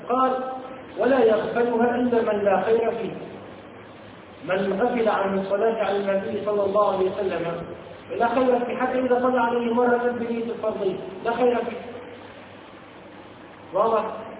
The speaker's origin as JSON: {"language": "Arabic", "country": "Tunisia", "said": "يقول من عندنا في تونس"}